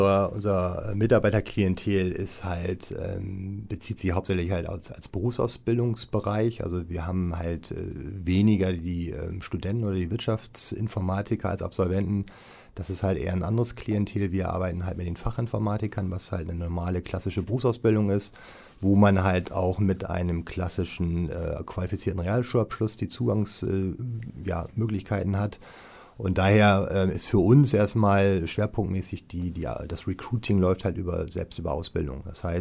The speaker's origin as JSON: {"language": "German", "town": "Wilhelmshaven", "region": "Lower Saxony", "country": "Germany", "tie": "born there", "said": "weil ich erstmal gebürtiger Wilhelmshavener bin."}